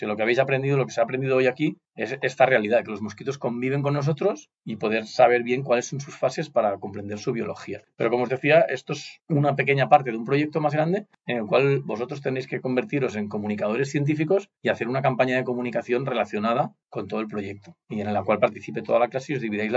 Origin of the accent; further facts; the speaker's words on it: Catalonia, Spain; Nosotros venimos de la provincia de Gerona y de Cataluña